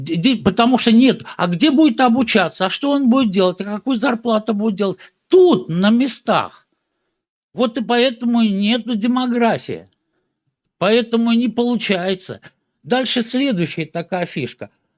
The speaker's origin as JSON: {"language": "Russian", "region": "Nizhny Novgorod Oblast", "country": "Russia", "said": "я вот из Нижегородской области, там 5 поселений"}